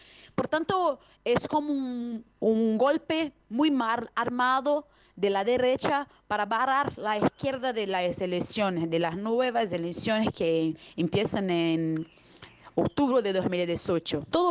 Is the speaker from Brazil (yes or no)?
yes; Rio de Janeiro, Brazil; Spanish is a second language; Yo hablo de Río de Janeiro. Yo tengo 58 años, soy brasileña